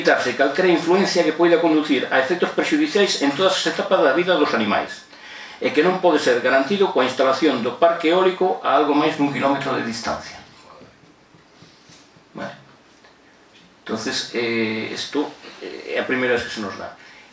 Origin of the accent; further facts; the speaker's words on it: Ordes, Galicia, Spain; eu son de Ordes, unha zona gandeira por excelencia